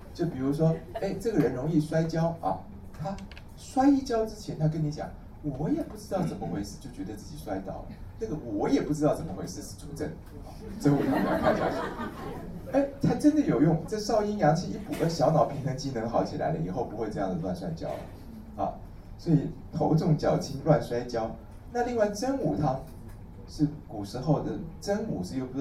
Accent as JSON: {"language": "Chinese", "country": "Taiwan", "said": "可是呢，其实我们台湾人啊，一感冒就喉咙痛的比例应该是很高的"}